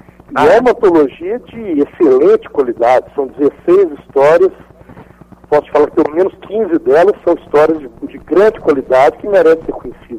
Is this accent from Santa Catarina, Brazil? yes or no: no; Belo Horizonte, Minas Gerais, Brazil; Sou de Belo Horizonte.